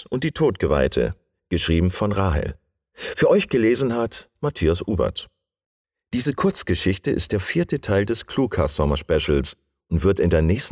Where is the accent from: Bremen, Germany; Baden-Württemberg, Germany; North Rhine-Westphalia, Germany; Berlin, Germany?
Bremen, Germany; moved away; Ich bin Bremer, den es nach Bayern verschlagen hat